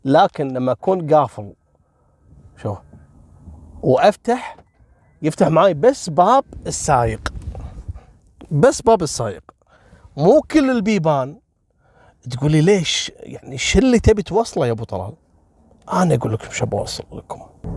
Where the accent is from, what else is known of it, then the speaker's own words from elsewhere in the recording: Kuwait; قبل اسبوعين في جمعيه عندنا في الكويت اسمها جمعيه مشرف